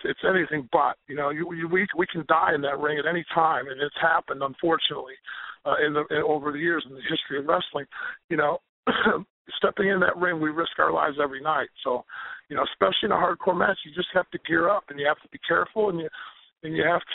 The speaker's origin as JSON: {"language": "English", "country": "United States", "tie": "born or raised there", "said": "I'm an American kid that got brought up on football and baseball here."}